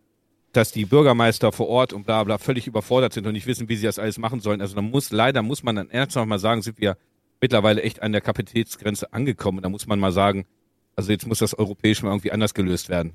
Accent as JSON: {"language": "German", "town": "Göttingen", "region": "Lower Saxony", "country": "Germany", "said": "ich komme ja aus Göttingen, da ist halt Upal oben. Also auf jeden Fall, Upal hat eine Einwohnerzahl von 500 Personen."}